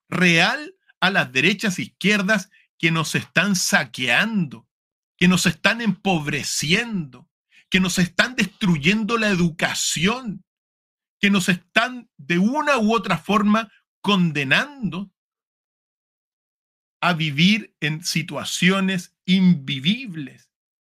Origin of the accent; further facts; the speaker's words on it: Chile; lo digo en mi país, para no meterme con Argentina, porque los argentinos saben lo que yo digo. Pero en Chile hemos tenido gobiernos que en realidad no han querido al país